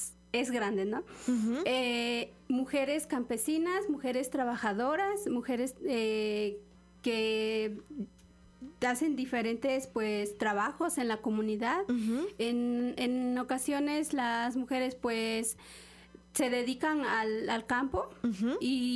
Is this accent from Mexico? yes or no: yes; Los Reyes, Veracruz, Mexico; y también en el municipio de donde yo soy, que es el municipio de Los Reyes.